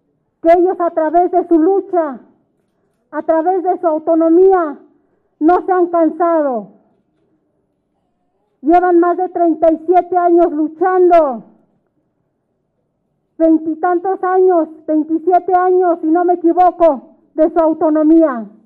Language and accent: Spanish; Santiago Mexquititlán, Querétaro, Mexico; now in Mexico City, Mexico; Nosotras y nosotros hoy en día somos de Santiago Mezquititlán, residente en la Ciudad de México